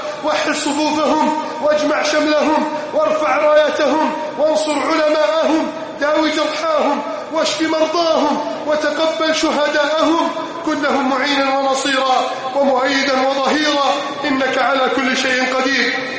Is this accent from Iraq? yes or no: no; Egypt; اللهم احفظ بلدنا مصر من كيد الكائدين